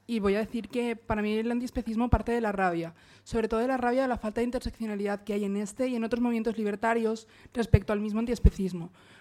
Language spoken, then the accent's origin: Spanish; Alicante, Valencian Community, Spain; Para mí es un movimiento rabioso, sobre todo porque vengo de Alicante.